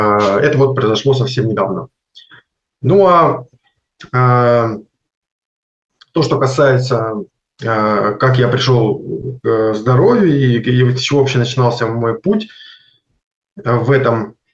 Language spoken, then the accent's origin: Russian; Konstantinovsk, Rostov Oblast, Russia; А сам я из Ростовской области, город Константиновск.